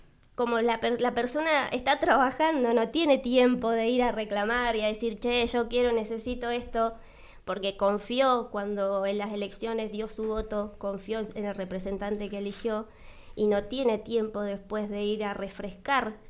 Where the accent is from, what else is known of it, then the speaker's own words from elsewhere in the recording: San Martín, Argentina; yo soy nacida y criada acá en San Martín.